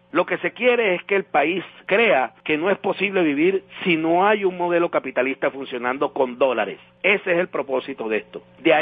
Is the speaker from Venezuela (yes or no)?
yes; Venezuela; Los que no tenemos somos los venezolanos decentes y honestos, que estamos aquí dando la batalla